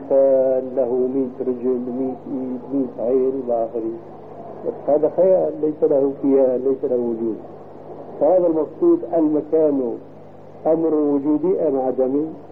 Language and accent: Arabic; Syria; ولكن عندنا في الشام عبارة يقولون هلم بجماع الصامات.